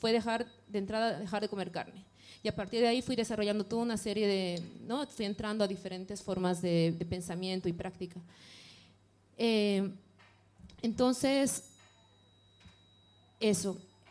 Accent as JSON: {"language": "Spanish", "country": "Bolivia", "said": "En Bolivia hay muchos, yo soy de Bolivia, hay muchos movimientos libertarios. Para mí forman parte de mi historia, de mi cultura."}